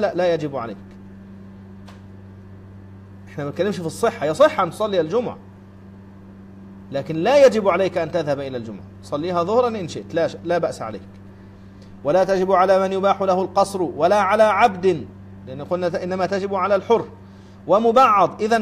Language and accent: Arabic; Sohag Governorate, Egypt; انا اذكر اني مرة سافرت الى قريتي في صعيد مصر، في سوهاج، طبعا من القاهرة إلى سوهاج مسافة كبيرة